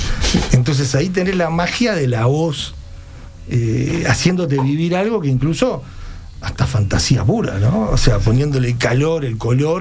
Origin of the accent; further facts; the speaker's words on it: Uruguay; como los uruguayos somos con el fútbol